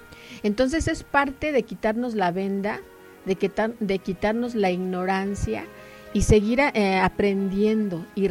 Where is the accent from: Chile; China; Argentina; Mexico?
Mexico; cuáles son nuestras obligaciones como mexicanos